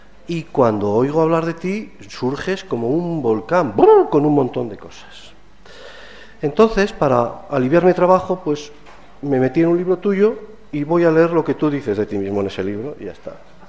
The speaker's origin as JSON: {"language": "Spanish", "town": "Seville", "region": "Andalusia", "country": "Spain", "tie": "born there", "said": "que nací en Sevilla en el 58"}